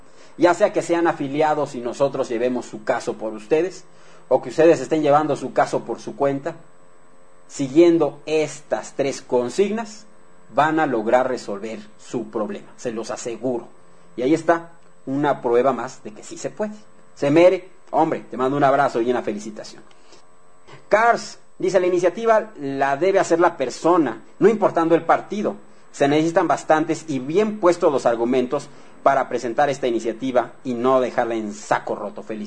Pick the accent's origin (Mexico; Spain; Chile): Mexico; como ciudadanos mexicanos que somos